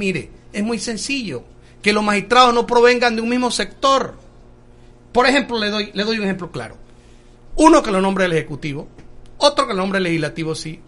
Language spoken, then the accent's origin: Spanish; Tolé, Chiriquí, Panama; por supuesto, yo soy un hombre de Tolé